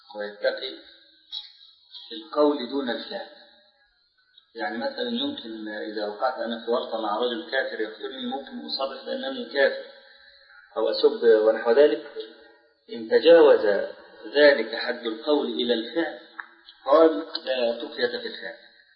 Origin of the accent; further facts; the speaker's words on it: Egypt; هنا بعض الشباب عندنا في مصر نشر رسالة